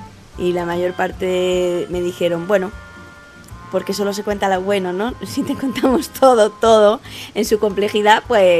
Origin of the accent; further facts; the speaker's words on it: Spain; now in Costa Rica; vivo en Costa Rica desde hace 6 años. Emigré desde España y tengo un hijo, un bebé de 1 año, que es Tico.